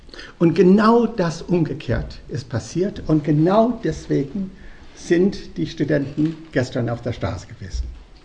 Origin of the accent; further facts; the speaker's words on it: Dublin, Leinster, Ireland; German is a second language; moved away as an adult; also born or lived in London; now in Germany; 1958 das erste Mal nach Deutschland gekommen, weil das Studium offen war. Ich hatte gerade die reglementierte Studium erlebt in Dublin, in Irland, wo ich herstamme. Ich bin dann nach London zuerst gegangen